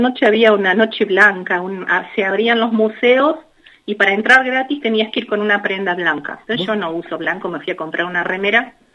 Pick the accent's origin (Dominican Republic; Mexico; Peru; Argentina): Argentina; Nosotros somos de Argentina.